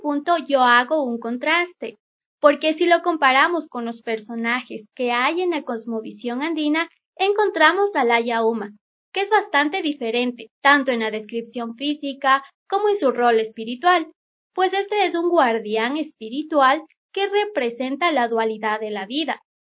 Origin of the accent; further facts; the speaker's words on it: Riobamba, Chimborazo, Ecuador; yo soy de Riobamba